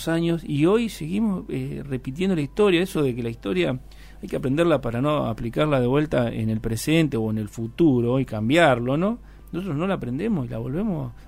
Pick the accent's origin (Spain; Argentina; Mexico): Argentina; yo soy latinoamericano, soy argentino y, claro, y estoy orgulloso de serlo, de ser tercermundista